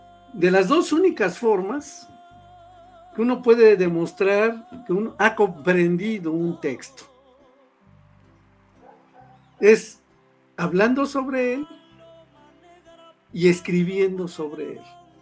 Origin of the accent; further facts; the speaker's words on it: Puebla, Mexico; aquí no lo vas a ver porque aquí somos poblanos